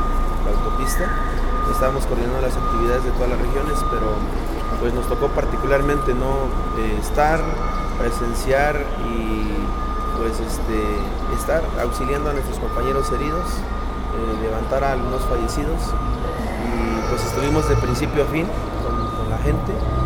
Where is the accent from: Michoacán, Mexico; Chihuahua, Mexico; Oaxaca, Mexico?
Oaxaca, Mexico; Nochixtlán; Soy de aquí de Nochistlán, mi comunidad pertenece a este distrito.